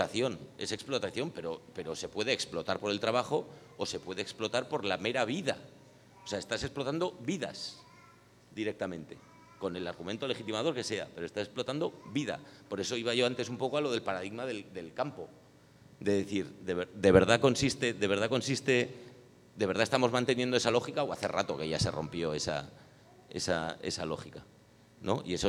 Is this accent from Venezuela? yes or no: no; Catalonia, Spain; Voy a empezar diciendo que soy catalán